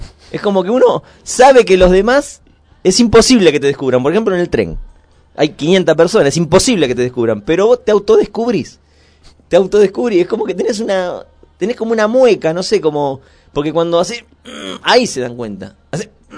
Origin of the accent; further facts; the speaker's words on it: Pilar, Buenos Aires Province, Argentina; Yo soy de Pilar. No soy de acá de la zona, soy de Pilar.